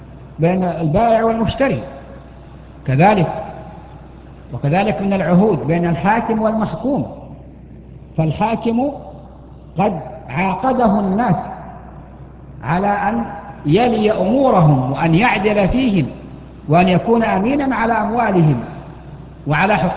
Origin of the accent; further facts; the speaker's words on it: Mecca, Makkah Province, Saudi Arabia; هناك عندنا في مكة أحد المحسنين